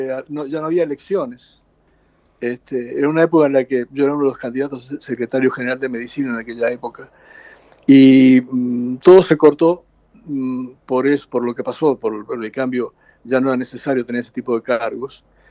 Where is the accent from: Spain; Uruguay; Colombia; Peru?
Uruguay; moved away as an adult; also born or lived in Venezuela; now in United States; yo me fui de Uruguay, tuve que salir de Uruguay en mayo del año 1975. Exactamente el día de mi cumpleaños, 12 de mayo.